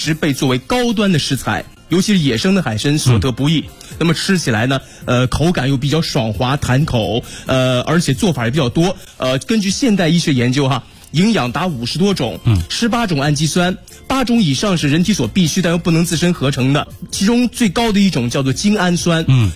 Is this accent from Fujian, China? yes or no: no; Dalian, Liaoning, China; 实际上作为我家乡来说，如果您去过大连的话，你问问地道大连人都会告诉你，大家会吃干参。